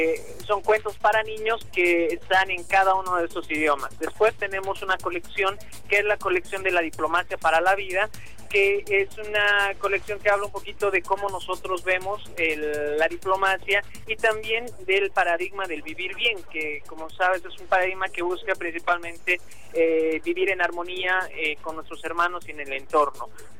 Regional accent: Bolivia; el odio que se ha sembrado en mi país, así es increíble cómo bolivianos pueden estar peleando contra bolivianos

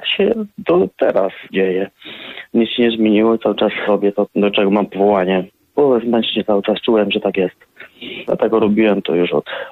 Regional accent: Krzywcza, Subcarpathian Voivodeship, Poland; Tak, jestem ze wsi, tutaj stąd, w Krzywczy. Tutaj się urodziłem, urodziłem się w Krzywczy, ale mieszkam w Krzywczy cały czas. I wróciłem do moich rodzinnych stron po studiach zaraz w Krakowie.

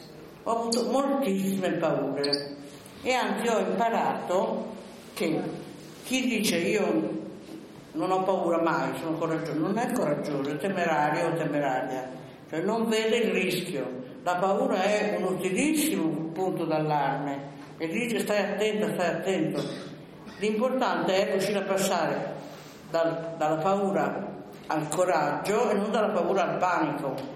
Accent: Novara, Piedmont, Italy; born there; Io sono nata a Novare, come è noto, un po' dopo le guerre puniche

